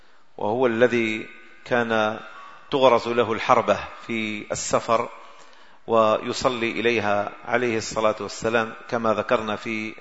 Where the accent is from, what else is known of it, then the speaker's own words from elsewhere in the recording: Algeria; هذا لا يوجد إلا عندنا في الجزائر